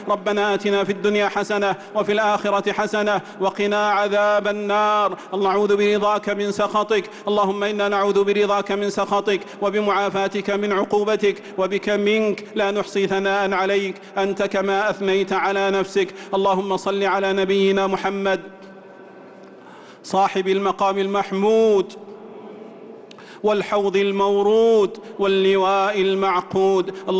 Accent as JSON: {"language": "Arabic", "country": "Saudi Arabia", "said": "اللهم أدم على بلادنا المملكة العربية السعودية"}